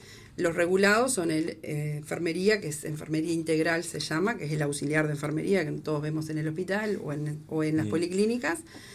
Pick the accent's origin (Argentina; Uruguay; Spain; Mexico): Uruguay; Tupambaé, Cerro Largo; also born or lived in Montevideo; Pero volví en el 2013. O sea que viví muchos años en Montevideo. Y decidí volver acá a mi pueblo, a mi departamento en realidad, pues yo soy de Tupambaé, no soy de acá de Melo.